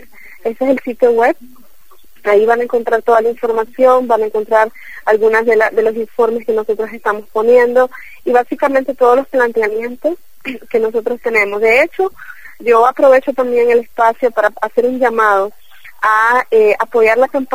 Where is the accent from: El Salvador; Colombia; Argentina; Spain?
El Salvador; now in Nicaragua; Yo soy de El Salvador y vivo en Nicaragua